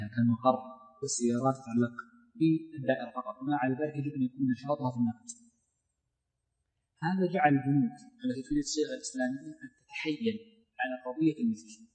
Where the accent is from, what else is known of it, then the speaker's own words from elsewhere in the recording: Saudi Arabia; المملكة عندنا في السعودية